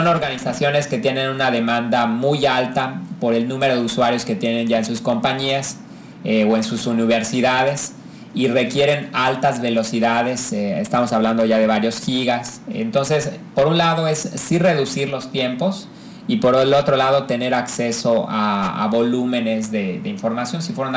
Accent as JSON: {"language": "Spanish", "country": "Mexico", "said": "como mexicanos, yo creo que no estamos tan acostumbrados a los proyectos colaborativos"}